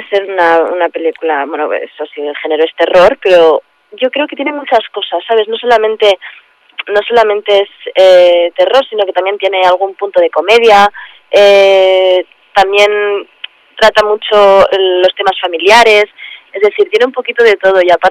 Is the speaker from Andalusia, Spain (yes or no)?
no; Barcelona, Catalonia, Spain; now in Madrid, Spain; yo me vine de Barcelona a Madrid